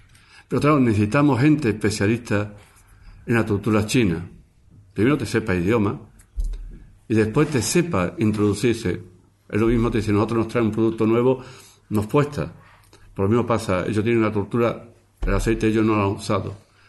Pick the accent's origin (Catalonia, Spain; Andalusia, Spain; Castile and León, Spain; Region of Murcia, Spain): Andalusia, Spain; Marchena; Yo sabía que cuando íbamos a Sevilla, soy de Marchena, íbamos a Sevilla, al médico